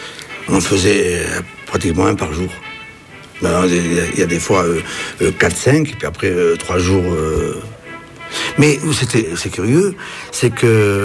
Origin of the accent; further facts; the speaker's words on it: Algeria; born there; Je suis né en Algérie en 1931, le 14 juin.